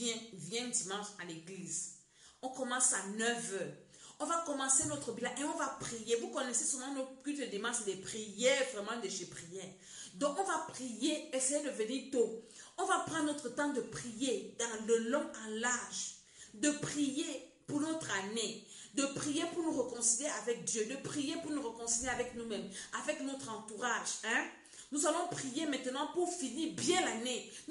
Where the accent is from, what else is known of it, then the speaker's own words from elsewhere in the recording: Cameroon; comme on dit chez nous au Cameroun.